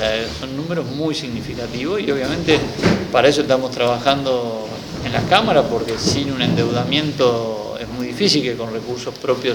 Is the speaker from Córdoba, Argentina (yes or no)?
yes; Marcos Juárez, Córdoba, Argentina; Yo soy de un pueblo parecido, de otra provincia, porque soy cordobés, pero soy de una ciudad, yo le digo pueblo, pero sigue siendo mi pueblo, Marco Juárez